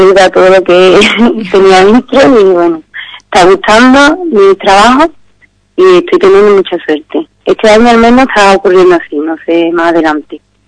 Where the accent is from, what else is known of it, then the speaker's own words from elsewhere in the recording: Los Palacios, Andalusia, Spain; soy de Los Palacios, soy ingeniera de informática